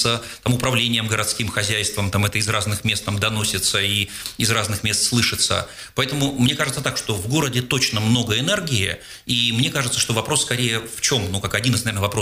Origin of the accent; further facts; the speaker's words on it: Seversk, Tomsk Oblast, Russia; moved away as an adult; now in Moscow, Russia; я сам когда-то из Томска 7, это город Северском, под Томском, дальше начинал учиться в Томске, ну, вот уже 25 лет в Москве